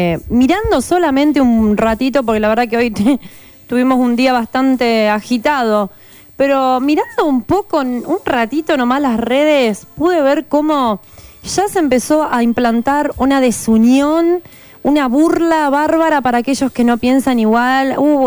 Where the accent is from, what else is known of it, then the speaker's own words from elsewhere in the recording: Argentina; Es del mismo país, somos argentinos, gente.